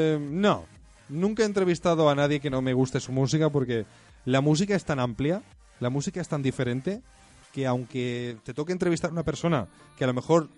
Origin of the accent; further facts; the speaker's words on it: Barcelona, Catalonia, Spain; Yo soy de Barcelona.